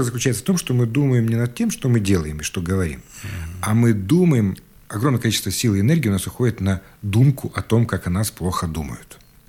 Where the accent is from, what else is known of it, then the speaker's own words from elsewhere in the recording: Siberia, Russia; особенно мы, сибиряки, практически не проявляем на лице.